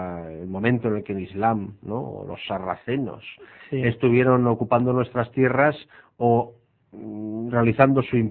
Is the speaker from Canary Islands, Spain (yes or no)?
no; Valencian Community, Spain; ha vuelto a resurgir realmente lo que somos los valencianos en términos generales.